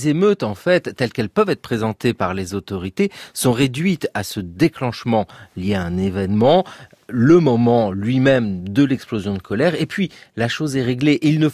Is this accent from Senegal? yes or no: no; France; parce que ces échos de colère que nous retrouvons chez nous en France participent du même principe.